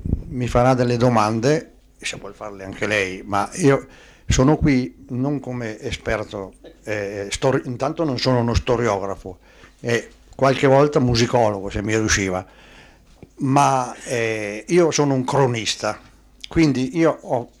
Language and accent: Italian; Riva del Garda, Trentino-Alto Adige, Italy; also born or lived in Bolzano; a Riva del Garda, il mio paese, hanno istituito una sezione di conservatorio